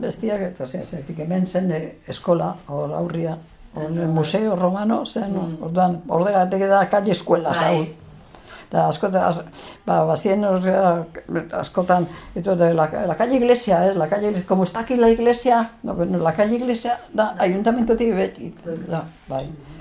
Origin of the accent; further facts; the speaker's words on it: Irun, Basque Country, Spain; Ni irundarra, ni hemen jaio nintzen, irunen.